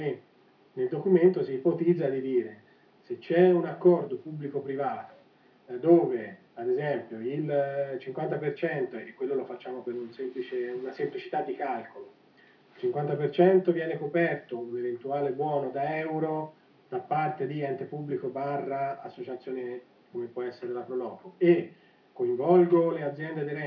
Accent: Montecarlo, Tuscany, Italy; qui ad Alto Pascio, io sono di Monte Carlo

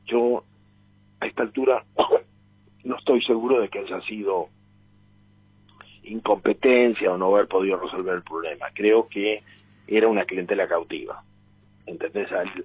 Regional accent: Argentina; Y esa es la trampa en la que estamos como pueblo argentino

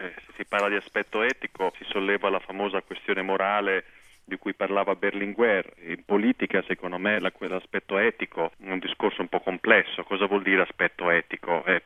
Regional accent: Rimini, Emilia-Romagna, Italy; ho sentito dire, nella mia città natale, a Rimini, si parla di intitolare una strada

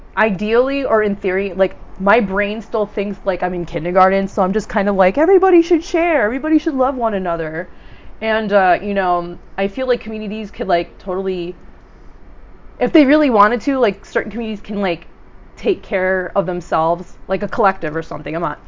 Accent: New York City, New York, United States; Well, it's interesting, because I'm from New York City, and I've been really interested in, like, punk and, like, self-publishing at a very young age

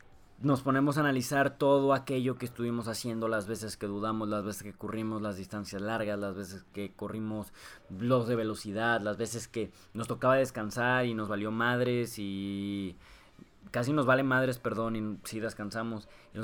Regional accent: Saltillo, Coahuila, Mexico; Hay un evento muy famoso aquí de donde somos, en Saltillo, de Coahuila

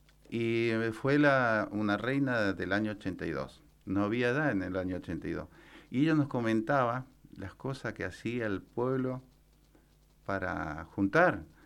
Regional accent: Paso de los Libres, Corrientes, Argentina; Correntino, de Paso de los Libres.

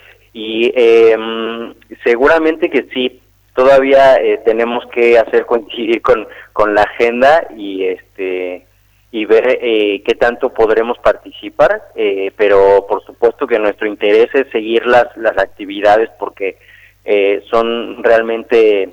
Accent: Mexico City, Mexico; now in Argentina; yo soy de la Ciudad de México. Pero la compañía nació hace ya 13 años en la Ciudad de México, donde vivimos durante muchos años

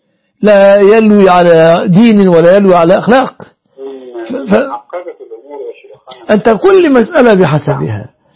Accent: Egypt; إن عندنا في مصر جاءت بنت من أسرة مطرفة

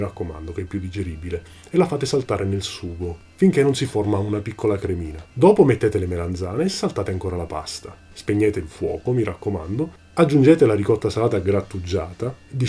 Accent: Catania, Sicily, Italy; voglio insistere sul fatto che sono catanese

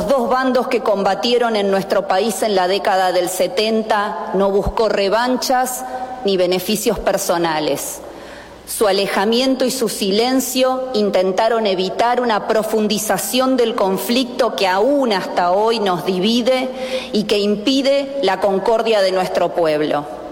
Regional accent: Argentina; No somos pocos los argentinos que, aún compartiendo en poco, en mucho o en nada sus ideas, valoramos el coraje y el patriotismo

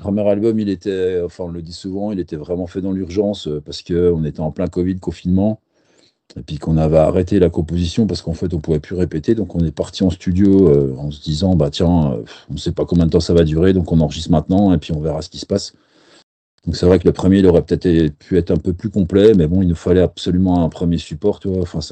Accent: Besançon, Bourgogne-Franche-Comté, France; On est de Besançon, on a tous pas mal de groupes avant

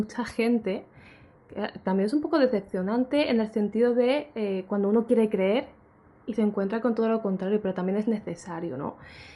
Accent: Alicante, Valencian Community, Spain; seguía haciendo aquí en Alicante, en mi tierra, conferencias

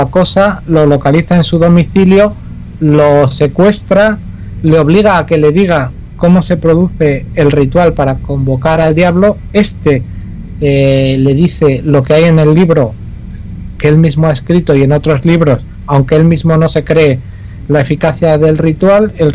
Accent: Pamplona, Navarre, Spain; sabes que los oyentes ya saben que soy de Pamplona

